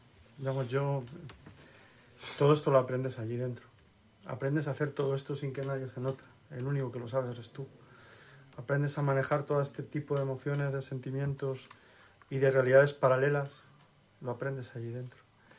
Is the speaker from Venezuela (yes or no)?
no; Madrid, Community of Madrid, Spain; Mi ciudad es Madrid, mi pueblo es Madrid, aunque yo me siento más asturiano y almeriense que madrileño.